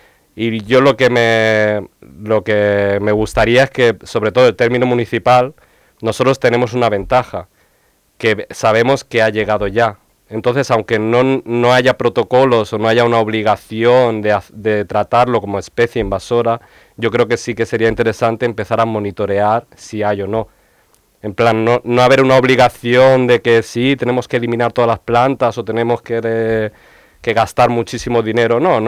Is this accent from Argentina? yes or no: no; Elche, Valencian Community, Spain; Pues yo soy de Salades.